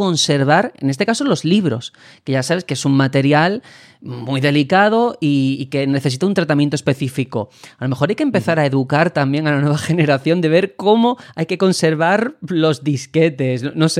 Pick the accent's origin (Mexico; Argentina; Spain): Spain; Pues yo me siento orgulloso como ciudadano español